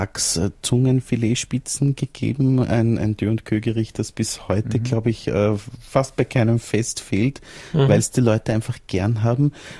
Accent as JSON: {"language": "German", "region": "Salzburg", "country": "Austria", "tie": "born or raised there", "said": "ich bin in Salzburg Land aufgewachsen und an einem sehr schönen See, am Irisee."}